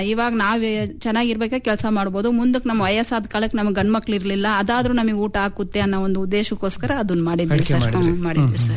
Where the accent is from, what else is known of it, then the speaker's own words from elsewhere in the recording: Adivalla, Karnataka, India; also born or lived in Davanagere; ನಾವು ಹುಟ್ಟಿ ಬೆಳೆದಿದ್ದು ಇಲ್ಲೇ ಹಿರಿಯೂರು ತಾಲೂಕು ಆದಿವಳ್ಳ ಗ್ರಾಮ ಸರ್, ಬೆಳೆದಿದ್ದು ನಾವು. ಆಮೇಲೆ ನನ್ನ ಮದುವೆ ಮಾಡಿಕೊಟ್ಟಿದ್ದು ದಾವಣಗೆರೆಗೆ ಕೊಟ್ಟಿದ್ದು ಸರ್.